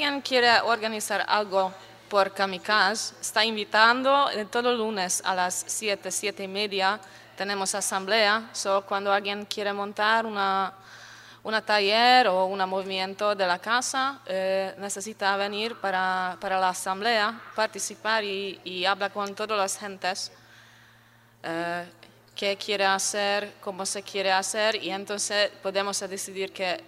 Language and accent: Spanish; Hungary; Spanish is a second language; now in Spain; yo vengo de Hungría, que arte de calle no existe mucho